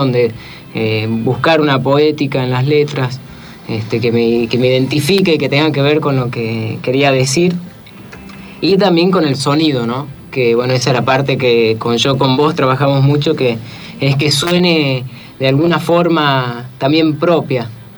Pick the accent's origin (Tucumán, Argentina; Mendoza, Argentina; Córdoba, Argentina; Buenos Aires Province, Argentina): Tucumán, Argentina; now in Buenos Aires, Argentina; Sí, yo soy de Tucumán y bueno, hago música y teatro, ¿no? Y sí, me vine a Buenos Aires.